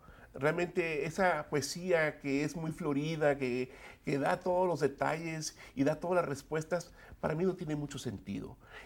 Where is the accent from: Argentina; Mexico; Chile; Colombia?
Mexico; also born or lived in Los Angeles, United States; Yo nací en 1954 y en Los Ángeles, California, pero mi familia se mudó a México cuando yo tenía unos 7 años. Entonces, fui a primer grado aquí en los Estados Unidos, pero me crié tanto en México como en los Estados Unidos.